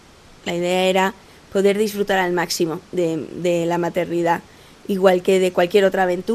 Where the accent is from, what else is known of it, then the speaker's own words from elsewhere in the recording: Spain; now in Costa Rica; vivo en Costa Rica desde hace 6 años. Emigré desde España y tengo un hijo, un bebé de 1 año, que es Tico.